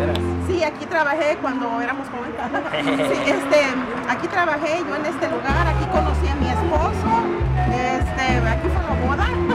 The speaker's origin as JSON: {"language": "Spanish", "region": "Colima", "country": "Mexico", "said": "yo soy del estado de Colima."}